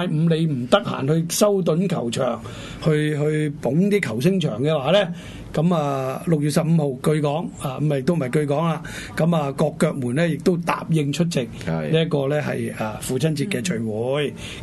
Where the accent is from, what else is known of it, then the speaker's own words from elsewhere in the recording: China; 唔單止係我哋中國人嘅一件即係大事啊